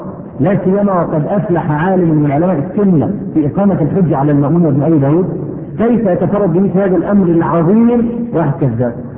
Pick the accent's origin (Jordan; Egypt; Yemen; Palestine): Egypt; عندنا في مصر